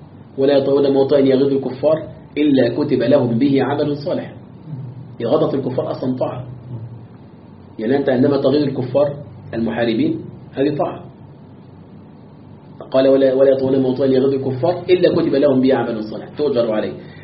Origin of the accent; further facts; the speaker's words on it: Egypt; وتتعجب الكلاب التي عندنا في مصر من أين تأكل